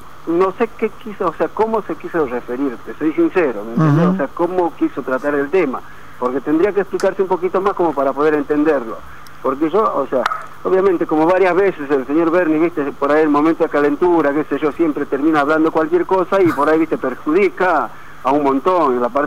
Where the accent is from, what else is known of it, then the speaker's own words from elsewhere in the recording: Bolivia; O sea, yo, o sea, soy boliviano, pero no estoy a favor de la delincuencia.